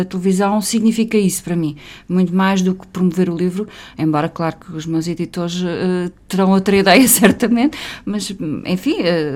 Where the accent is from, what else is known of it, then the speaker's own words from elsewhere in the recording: Fronteira, Alentejo, Portugal; o local onde eu nasci, que é o meu Alentejo. Eu sou de facto uma apaixonada pela minha região, o Alto Alentejo. Eu sou de fronteira, uma vila que muitas pessoas ignoram